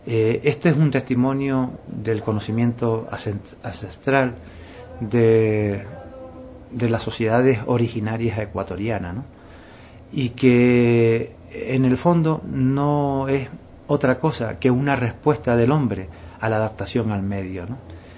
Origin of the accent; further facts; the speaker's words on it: Canary Islands, Spain; esa es la vocación de uno como isleño, como canario, que hemos tenido siempre históricamente una fuerte vinculación con el mundo americano